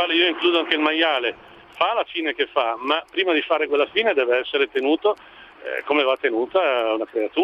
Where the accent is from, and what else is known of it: Umbria, Italy